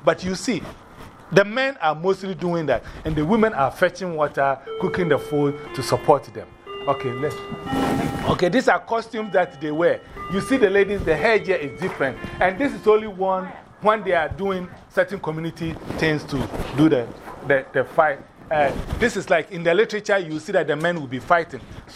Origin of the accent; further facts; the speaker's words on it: Ghana; I come from Ghana. And in Ghana, we also, some of the villages I've been